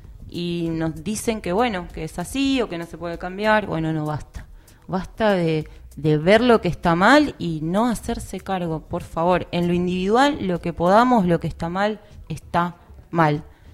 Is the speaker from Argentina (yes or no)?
yes; Argentina; Y bueno, nosotros como Argentina estamos siendo parte de ese legado de, de no planeta de las futuras generaciones.